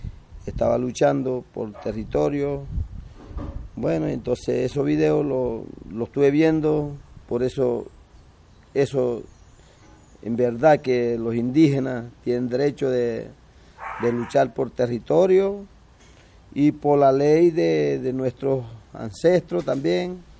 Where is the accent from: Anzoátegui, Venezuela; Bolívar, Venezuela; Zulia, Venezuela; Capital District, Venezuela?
Zulia, Venezuela; de la Sierra Perijá, de aquí de Zulia. Yo soy de Zulia. Nosotros pertenecemos a Zulia y somos de la Sierra Perijá